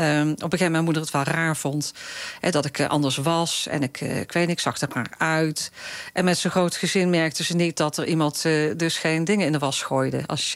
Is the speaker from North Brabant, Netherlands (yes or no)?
yes; Breda, North Brabant, Netherlands; Ik kom uit Breda, dus een stad waar veel carnaval werd gevierd.